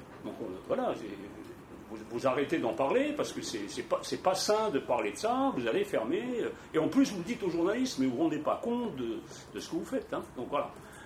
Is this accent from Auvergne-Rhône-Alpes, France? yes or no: no; Grand Est, France; Donc moi, je viens de Moselle, de l'est de la Moselle, où il y avait un bassin rouillé.